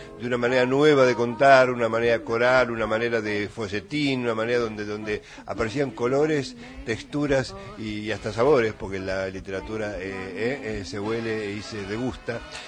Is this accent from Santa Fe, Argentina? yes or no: no; Buenos Aires Province, Argentina; allá cerca de mi pueblo natal. Esta tarde voy a pasar por Villegas cuando agarre la ruta.